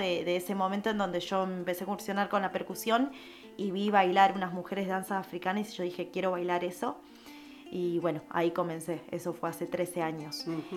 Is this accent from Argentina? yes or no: yes; Buenos Aires Province, Argentina; Yo nací en Capital Federal, pero me crié en el conurbano sur.